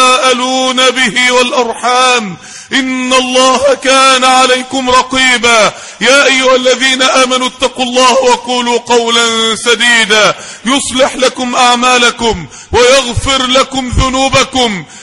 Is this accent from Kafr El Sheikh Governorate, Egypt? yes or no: no; Mansoura, Dakahlia, Egypt; نقلوه على المستشفى عندنا في المنصورة في الطوارئ